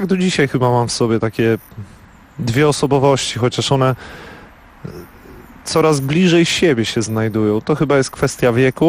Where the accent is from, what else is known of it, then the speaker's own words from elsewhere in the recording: Dobre Miasto, Warmian-Masurian Voivodeship, Poland; I w dobrym mieście, w którym się urodziłem i wychowałem, było do wyboru albo piłka nożna, albo siatkówka.